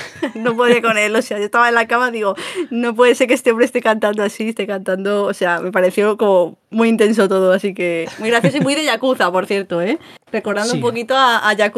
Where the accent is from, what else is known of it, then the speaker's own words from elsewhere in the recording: Madrid, Community of Madrid, Spain; yo soy muy urbanita, soy de Madrid